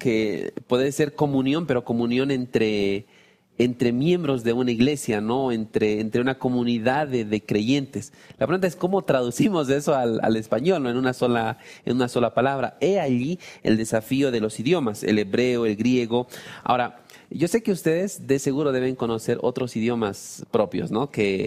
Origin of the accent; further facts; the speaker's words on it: Bolivia; Acá los que somos de Bolivia sabemos que gracias no significa que pare